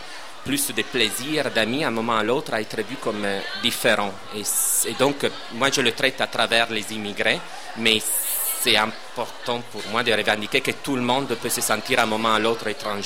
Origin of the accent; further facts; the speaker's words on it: Italy; moved away as an adult; quand je suis parti de l'Italie, j'avais 20 ans, et j'ai laissé tout un groupe d'amis